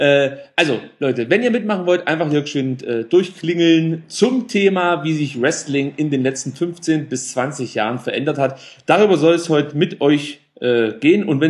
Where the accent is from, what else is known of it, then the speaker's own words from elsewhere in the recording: East Germany, Germany; Ich komme ja aus dem Wilden Osten.